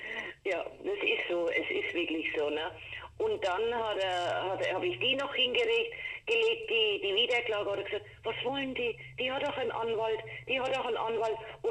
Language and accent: German; Coburg, Bavaria, Germany; Und das ist meine Heimatstadt Coburg